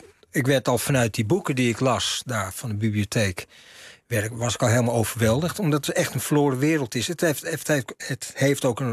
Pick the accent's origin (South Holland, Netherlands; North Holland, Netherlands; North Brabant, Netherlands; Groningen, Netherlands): North Holland, Netherlands; Amsterdam; ik kom uit Amsterdam-Zuid. Hè, rivierbuurt of Overtoom geboren, maar in Amsterdam. Opgegroeid in de rivierenbuurt. Maar hier liggen ook mijn roots. Dus in die zin voel ik me thuis.